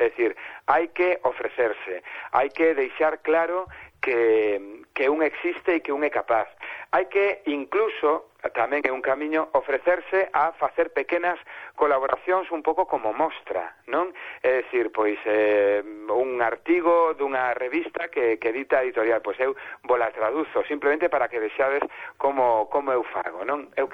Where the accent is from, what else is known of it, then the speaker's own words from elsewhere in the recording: Vigo, Galicia, Spain; ademais son de Vigo, e os de Vigo temos problemas con algúns verbos, o verbo ver, o verbo mirar, hai unha serie de verbos que confundimos.